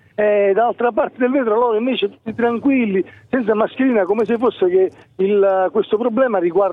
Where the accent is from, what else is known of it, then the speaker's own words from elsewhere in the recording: Campania, Italy; also born or lived in Potenza; Sono campano, sono vissuto a Potenza per tanti anni e mi trovo a Montenegro di Bisaccia da una decina.